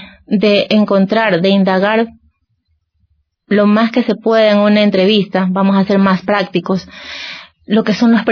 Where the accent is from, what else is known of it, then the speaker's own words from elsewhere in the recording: Ecuador; En cuanto a lo que es nuestro horario, nuestra idiosincrasia como ecuatoriano, somos reconocidos por nuestra hora ecuatoriana